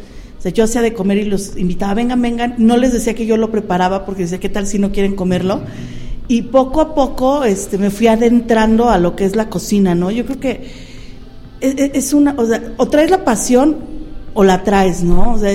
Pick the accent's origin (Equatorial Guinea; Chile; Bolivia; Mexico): Mexico; Mexico City; now in Pachuca, Mexico; yo soy originaria del Distrito Federal. Tenemos 10 años viviendo en la ciudad de Pachuca. Realmente nos mudamos a Pachuca porque mi esposo es originario de aquí del estado de Hidalgo.